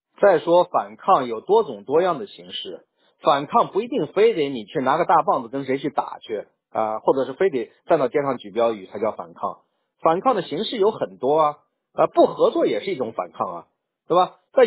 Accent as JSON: {"language": "Chinese", "country": "China", "said": "当然我是中国人了，对吧？至少我现在的国籍也是中国的，对不对？"}